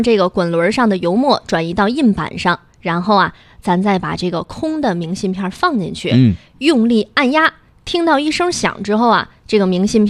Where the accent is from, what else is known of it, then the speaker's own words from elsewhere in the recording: Shijiazhuang, Hebei, China; moved away as an adult; now in Beijing, China; 你看我是石家庄人，是不是？但后来上大学包括工作之后就留在北京了，其实一年能回家的次数并不多。